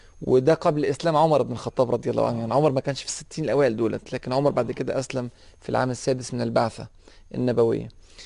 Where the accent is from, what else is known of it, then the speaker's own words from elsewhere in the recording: Egypt; أنا مصري، فممكن أقدم المصري على السعودي أو على السوري أو على المغربي أو الباكستاني أو الأندونيسي